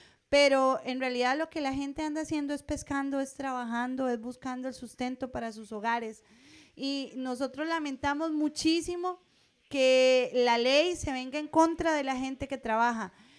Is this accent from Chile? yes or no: yes; Punta Arenas, Magallanes, Chile; soy de Punta Arenas, soy abogada